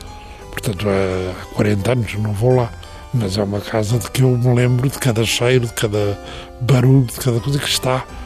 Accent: Lisbon, Portugal; a casa dos meus pais em Lisboa, onde eu nasci, também desapareceu

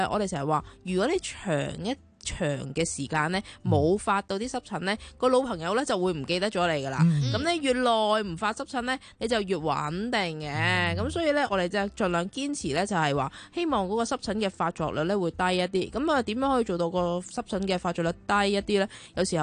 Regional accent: Guangdong, China; 好似我哋广东人咧最兴啊，煲下汤水啦

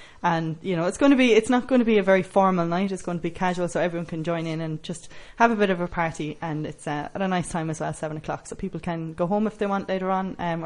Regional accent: Ireland; now in Spain; The book has already been launched in Ireland because obviously I'm from Ireland.

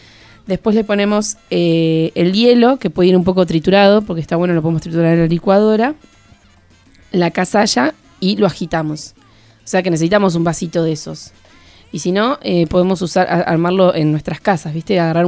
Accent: Bahía Blanca, Buenos Aires Province, Argentina; Yo soy de Bahía Blanca

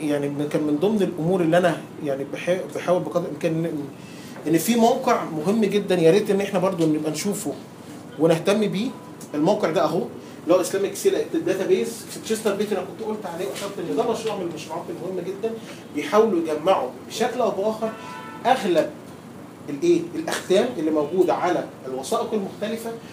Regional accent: Egypt; عندنا في مصر

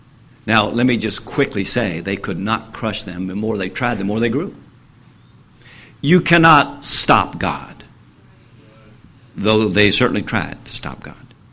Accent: Winchester, Kentucky, United States; I remember, I tell people, I owned Winchester, Kentucky, my hometown.

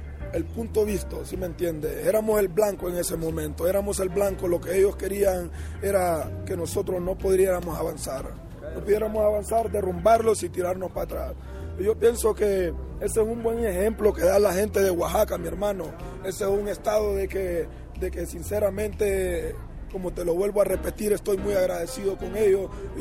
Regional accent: Honduras; Yo soy de Honduras … de Honduras, 100% catracho

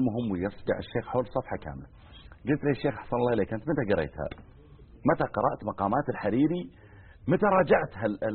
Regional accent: Riyadh Province, Saudi Arabia; بعض المناطق مثل ديرتنا حنا مثلا مزعل صغيرة يعني، وجنبها القوعية أكبر منها.

